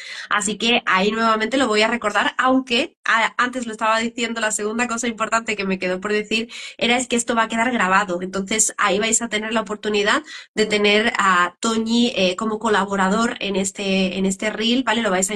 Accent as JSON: {"language": "Spanish", "town": "Seville", "region": "Andalusia", "country": "Spain", "said": "Yo de Andalucía, soy de Sevilla."}